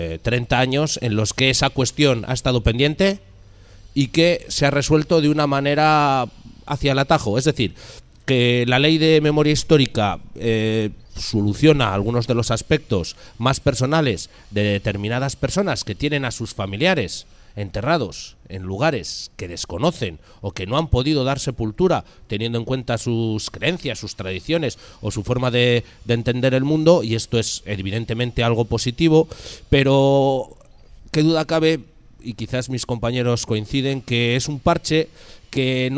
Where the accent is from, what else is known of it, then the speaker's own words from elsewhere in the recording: Burgos, Castile and León, Spain; provengo de un lugar bastante complicado en este aspecto. Yo vengo del Burgos, de la capital de la Cruzada. Bueno, mi cuna es el barrio de Gamonal y quizás ahí estamos hablando de dos Burgos